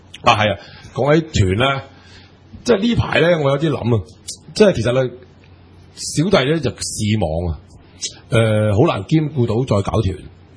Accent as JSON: {"language": "Cantonese", "country": "Hong Kong", "said": "我哋香港人去，但系价钱未知"}